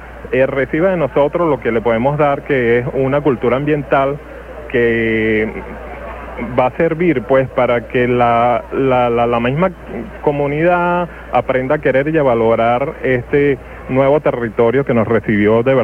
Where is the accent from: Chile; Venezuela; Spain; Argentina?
Venezuela; Catia La Mar, Vargas; yo vengo de Catia la Mar, exactamente de Marapa, el PH.